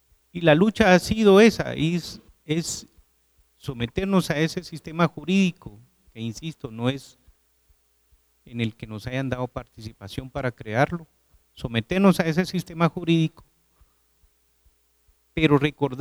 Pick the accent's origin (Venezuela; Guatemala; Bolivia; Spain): Guatemala; somos ciudadanos guatemaltecos.